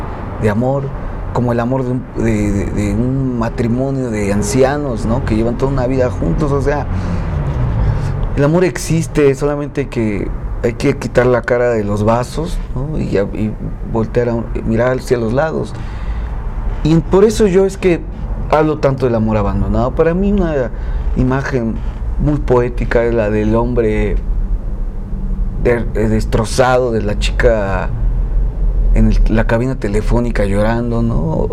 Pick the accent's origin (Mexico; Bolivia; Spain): Mexico; Nosotros como mexicanos, o sea, tenemos una fiesta masiva sobre la muerte.